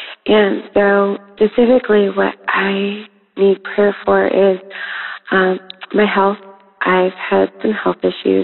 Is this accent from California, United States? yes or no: yes; Los Angeles, California, United States; I'm from Los Angeles.